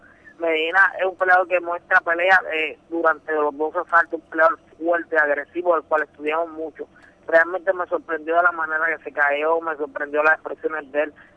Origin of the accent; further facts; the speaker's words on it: Juncos, Puerto Rico; also born or lived in Río Piedras; now in Caguas, Puerto Rico; yo soy de Puerto Rico entero. Es como algo loco, te voy a explicar. Yo nací en Río Piedras, me crié en un pueblo que se llama Juncos, pero vivo en Caguas.